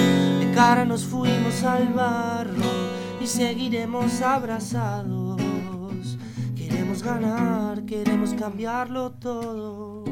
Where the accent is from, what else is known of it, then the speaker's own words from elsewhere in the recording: Avellaneda, Buenos Aires Province, Argentina; now in Lanús, Argentina; Ahora vivo en Lanús, soy de Avellaneda, pero vivo